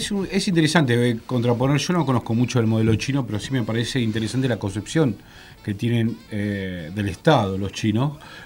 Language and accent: Spanish; Argentina; Pero no estoy pensando como argentino, estoy pensando como un chino.